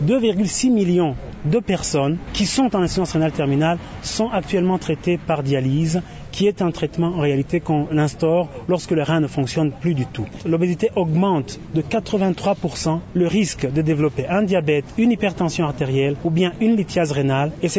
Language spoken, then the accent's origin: French; Burundi; Nous avons pensé ici chez nous au Burundi de dépister l'hypertension